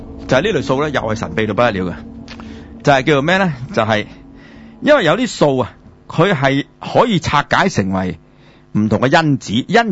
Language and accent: Cantonese; Hong Kong; 我哋香港人就叫質數，大陸呢就叫數數。